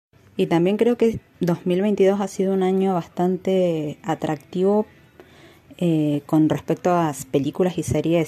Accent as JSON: {"language": "Spanish", "region": "Mendoza", "country": "Argentina", "said": "soy de Mendoza"}